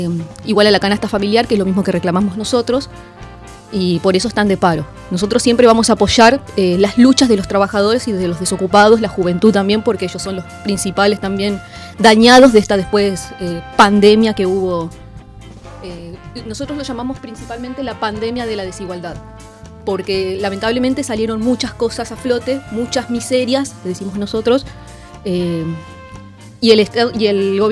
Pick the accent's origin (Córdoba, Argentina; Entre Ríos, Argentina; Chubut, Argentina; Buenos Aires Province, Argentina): Buenos Aires Province, Argentina; La Matanza; now in Cañuelas, Argentina; Yo vengo de La Matanza, vengo de allá, me vine a vivir acá